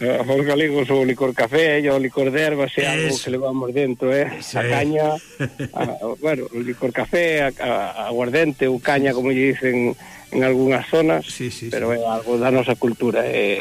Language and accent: Galician; Galicia, Spain; dicennos que somos os portugueses do norte. Eu digo que eles son os galegos do sur.